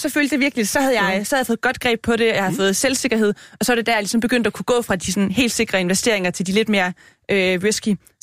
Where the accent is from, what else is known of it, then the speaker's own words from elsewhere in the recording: Region of Southern Denmark, Denmark; Og jeg er jo fra Fyn og har hele min familie i Jylland